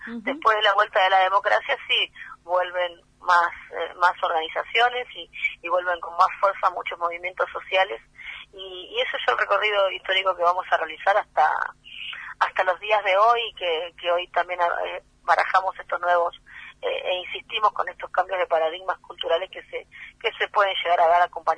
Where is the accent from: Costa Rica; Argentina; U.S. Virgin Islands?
Argentina; General Belgrano, Buenos Aires Province; A los 20 no mencionábamos el apoyo, por lo menos en mi pueblo, en General Belgrano, que son 120.000 habitantes, no, 20.000 habitantes en General Belgrano